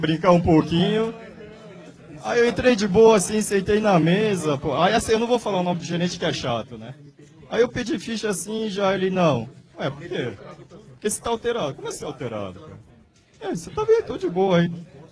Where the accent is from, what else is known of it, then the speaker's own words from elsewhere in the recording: South Korea; Eu sou da Coreia do Sul.